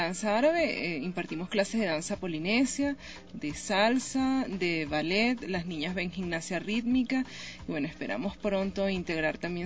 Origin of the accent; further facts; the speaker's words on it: Caracas, Capital District, Venezuela; moved away as an adult; Bueno, sí, yo soy venezolana, específicamente de Caracas, de la capital.